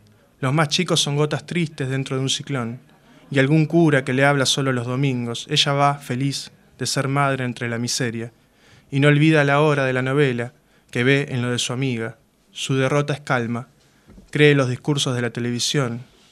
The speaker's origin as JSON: {"language": "Spanish", "town": "San Justo", "region": "Buenos Aires Province", "country": "Argentina", "lives_now": "La Plata, Argentina", "said": "Yo soy de San Justo y bueno, y me vine para acá, para La Plata."}